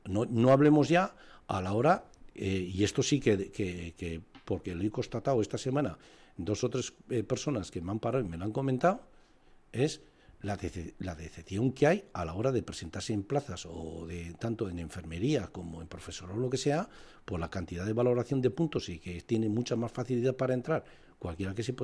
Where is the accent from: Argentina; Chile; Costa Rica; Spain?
Spain; Navarre; soy navarro, y me siento navarro, me siento español